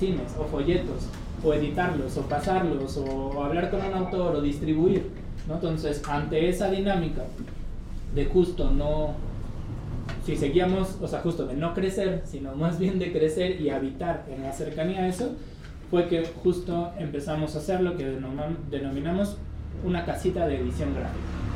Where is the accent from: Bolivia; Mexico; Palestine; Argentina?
Mexico; Xochimilco, Mexico City; nosotros somos del pueblo de Santiago Tepalcatlalpan, en Xochimilco